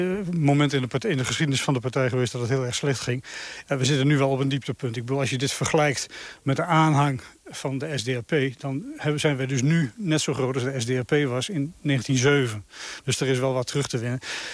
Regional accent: Zwolle, Overijssel, Netherlands; En dat maakt je als Zwollenaar toch wel extra trots, ja, zeker.

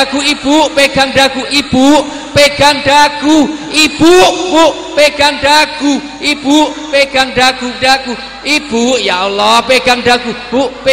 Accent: Java, Indonesia; Karena saya orang Jawa, dalam tradisi Jawa orang tua disebut sepuh.

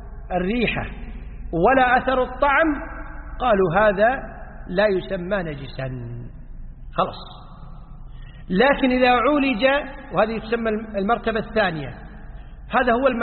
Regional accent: Kuwait; اليوم عندنا في الكويت وفي بعض الدول المتقدمة مياه الصرف الصحي تعالج.

